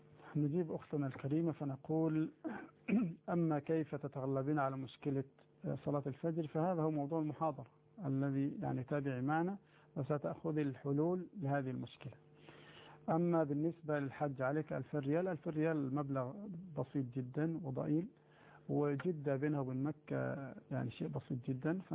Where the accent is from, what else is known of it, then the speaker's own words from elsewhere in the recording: Egypt; الفراشة عندنا في مصر معناها الخيام أو السرادقات التي تصنع في الأفراح والمناسبات